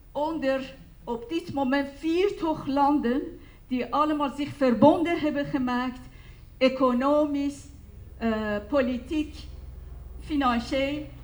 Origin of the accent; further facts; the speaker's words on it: Iran; Dutch is a second language; moved away; Ik ben van Iran gevlucht.